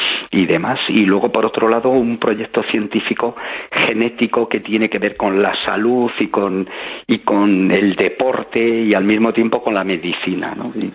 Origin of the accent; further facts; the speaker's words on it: Spain; como ciudadanos, como españoles, que son conscientes de que viven en una tierra privilegiada